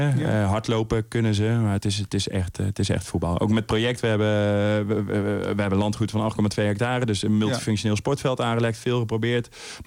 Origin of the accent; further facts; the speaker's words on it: Helmond, North Brabant, Netherlands; born there; Maar ik ben in Helmond geboren.